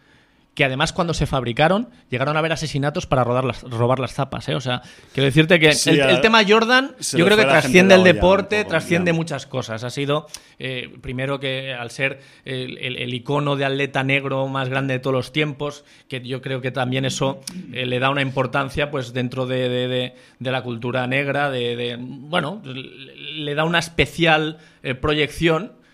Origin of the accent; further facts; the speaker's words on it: Catalonia, Spain; Y mira que soy catalán